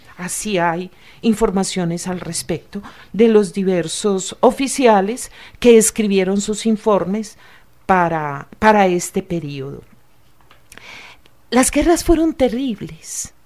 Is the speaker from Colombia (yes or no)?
yes; Antioquia, Colombia; yo soy antioqueña